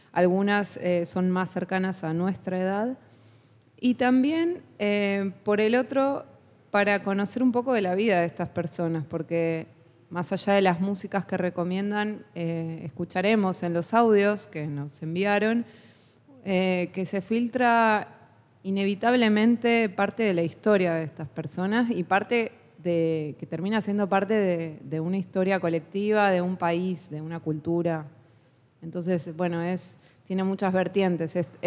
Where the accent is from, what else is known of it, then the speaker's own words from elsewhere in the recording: Buenos Aires, Argentina; yo soy porteña de Buenos Aires, pero siempre tuve un afecto así particular.